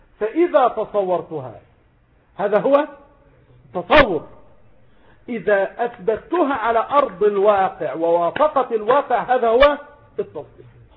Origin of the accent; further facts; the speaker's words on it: Mansoura, Dakahlia, Egypt; إنسان جاء مثلا من إسكندرية إلى عندنا في المنصورة هنا مثلا